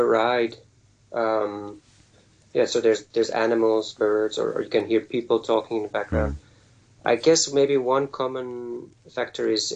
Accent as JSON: {"language": "English", "country": "Netherlands", "first_language": "Dutch", "second_language": "English", "said": "And that's in Dutch, my native language."}